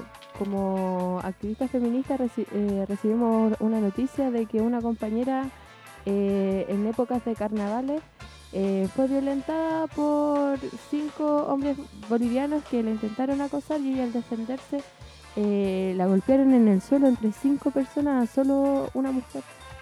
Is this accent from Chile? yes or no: yes; Chile; O sea, incluso nosotras que como chilenas somos víctimas de la violencia, a mí me ha causado impresión estar en Bolivia